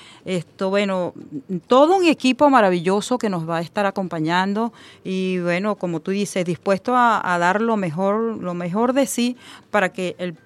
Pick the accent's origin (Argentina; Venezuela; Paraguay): Venezuela; es importante que nosotros como venezolanos la fortalezcamos